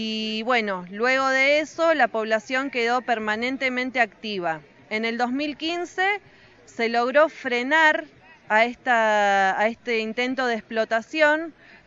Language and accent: Spanish; San Francisco del Monte de Oro, San Luis, Argentina; soy de acá de San Francisco del Monte de Oro.